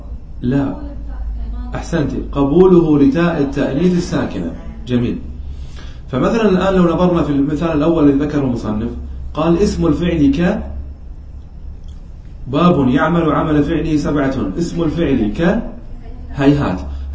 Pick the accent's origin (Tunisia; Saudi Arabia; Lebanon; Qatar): Qatar; يعني عندنا في قطر أكثر من يستعملها في اللهجة العامية